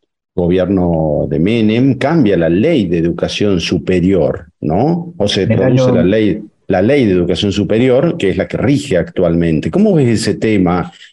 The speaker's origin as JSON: {"language": "Spanish", "region": "Tucumán", "country": "Argentina", "moved": "yes", "said": "yo te hablo como tucumano, que ya vivo acá hace muchos años"}